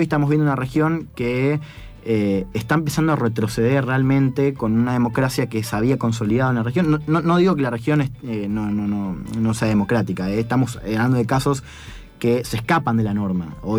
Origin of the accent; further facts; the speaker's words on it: Argentina; Bueno, yo soy de centro-derecha, estoy alineado con... Soy argentina